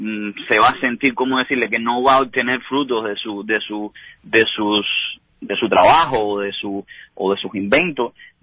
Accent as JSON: {"language": "Spanish", "country": "Cuba", "lives_now": "Miami, United States", "said": "llamaba de Miami o que soy cubano"}